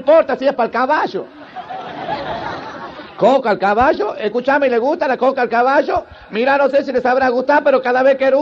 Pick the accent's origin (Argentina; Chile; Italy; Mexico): Argentina; Santiago del Estero; Yo también soy de Santiago, pero del Estero.